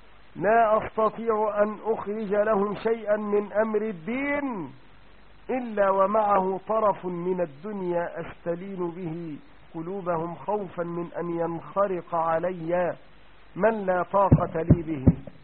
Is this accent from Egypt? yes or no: yes; Egypt; المجزر اللي كان في السيدة زينب زمان عندنا في مصر